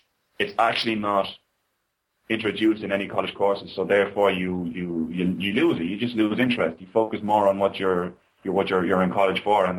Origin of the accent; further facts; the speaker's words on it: Dublin, Leinster, Ireland; born there; I prefer to think that we were Dublin because I was born in Dublin.